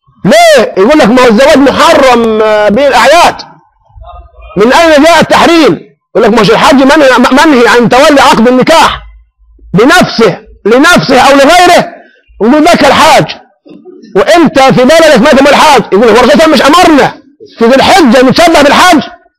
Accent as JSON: {"language": "Arabic", "country": "Egypt", "said": "احنا عندنا في مصر بنخشب ونحط سجد بوص"}